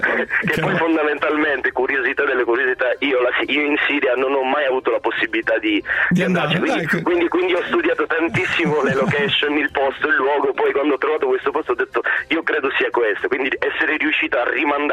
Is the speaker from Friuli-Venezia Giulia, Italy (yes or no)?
no; Crotone, Calabria, Italy; born there; io sono di origine, sono nato a Crotone, sono calabrese